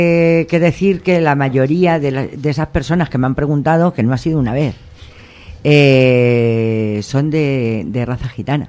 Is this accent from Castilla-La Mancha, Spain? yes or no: no; Madrid, Community of Madrid, Spain; Mi identidad está en Madrid, yo soy madrileña